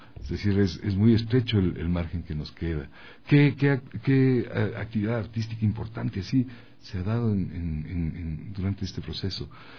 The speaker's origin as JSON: {"language": "Spanish", "country": "Ecuador", "said": "cómo somos los ecuatorianos en este momento, en este siglo XXI, en este 2018"}